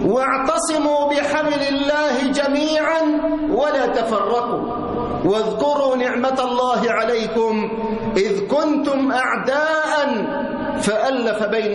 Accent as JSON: {"language": "Arabic", "country": "Egypt", "said": "وخاصة بلدنا مصر في هذه الأيام"}